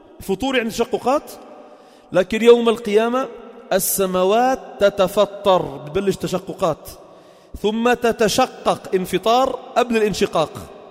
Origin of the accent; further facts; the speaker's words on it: Lebanon; وعندنا بلبنان ما شاء الله جبال،